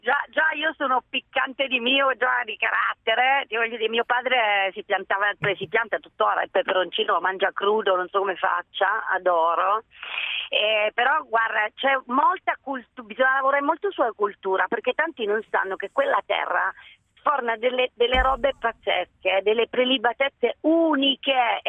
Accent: Southern Italy, Italy; now in Milan, Italy; io mi sono milanesizzata, ma sono terronissima nel DNA, guai che mi tocca la mia terra.

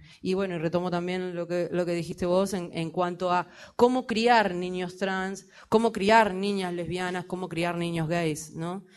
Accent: Argentina; now in Montevideo, Uruguay; Ya que soy argentina

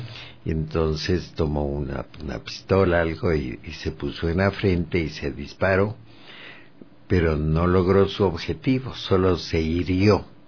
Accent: Baños de Agua Santa, Tungurahua, Ecuador; Yo nací en Baños de Agua Santa y cuando ese lugar tenía 2,000 habitantes, ¿no? No, cuando nací tenía 1,000.

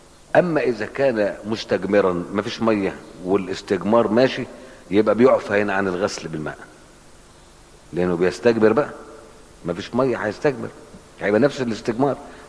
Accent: Cairo, Cairo Governorate, Egypt; كنت اشوفه وانا صغير في القاهره لما كنا نروح نزور المقابر

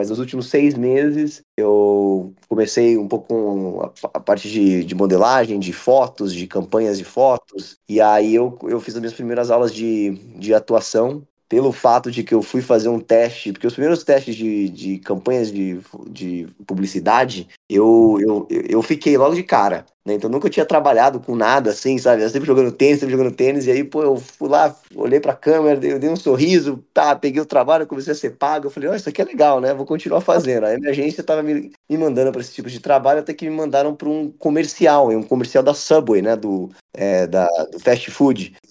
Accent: Campinas, São Paulo, Brazil; Aí foi quando eu nasci. E aí, enfim, eu cresci, me formei em Campinas.

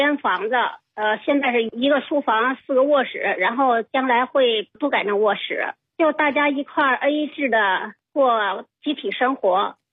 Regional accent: Beijing, China; 我是北京人，我是东四那儿的人。然后我们是2003年在大兴这边租的地，然后盖的房子，房子也挺大的，那院子也挺大的。我们老两口挺寂寞的，而且也是60多岁

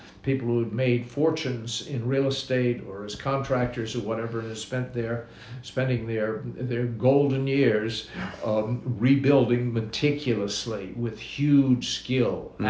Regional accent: Australia; I'm an Australian, and I'm going to go back to Australia

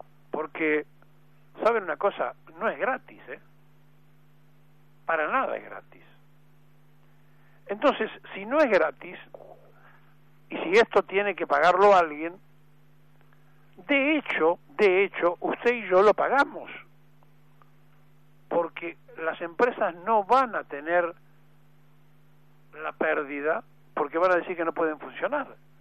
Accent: Argentina; sino que todos somos argentinos.

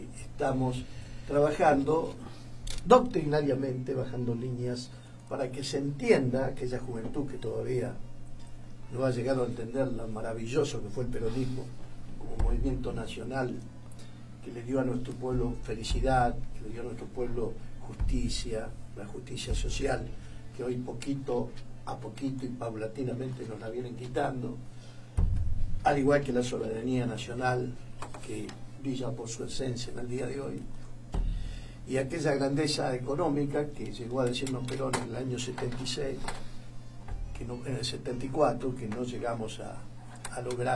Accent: Rosario, Santa Fe, Argentina; Es el defecto que nos encuentran los porteños. Somos rosarinos.

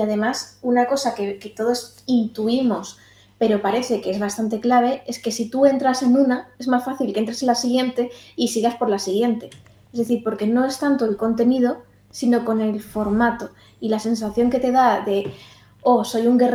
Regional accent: Madrid, Community of Madrid, Spain; yo estoy en Carabanchel ahora mismo y vengo de Lavapiés, de un barrio que era tradicionalmente activista

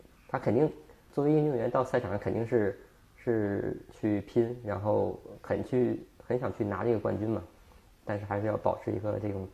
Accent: Beijing, China; 因为他也是北京的，我也是北京的

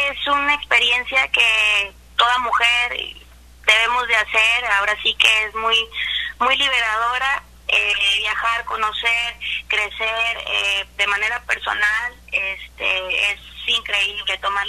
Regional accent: Colima, Mexico; Pues yo soy de Colima, capital

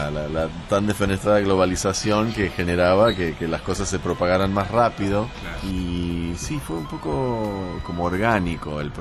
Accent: San Francisco, California, United States; also born or lived in New York; now in Argentina; Y yo viví mi infancia en San Francisco, en la otra costa. Pero bueno, fui para Nueva York

